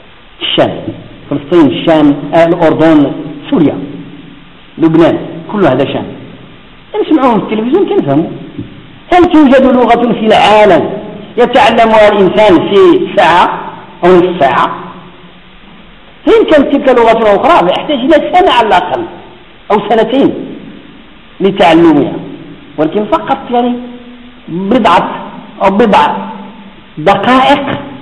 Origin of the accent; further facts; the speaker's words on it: Morocco; والنساء عندنا في المغرب يفهموا المصرية أكثر من المصرية